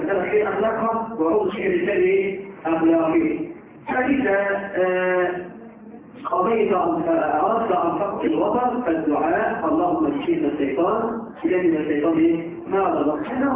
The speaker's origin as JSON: {"language": "Arabic", "country": "Egypt", "said": "إحنا كمصريين بس."}